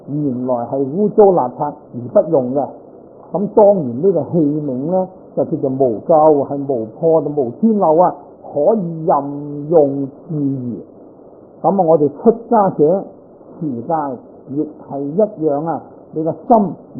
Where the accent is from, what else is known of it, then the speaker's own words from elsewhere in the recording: Guangdong, China; 咁我都系广东人啦，标准广东人啊。但系好多广东话我都唔懂，你话讲客家话啦，我都仲可以揣摩呢个心理啦，都仲听得个七七八八。